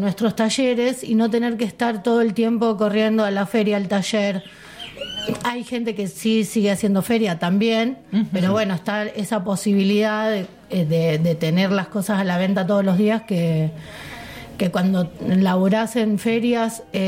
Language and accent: Spanish; Rosario, Santa Fe, Argentina; Claro, somos de Rosario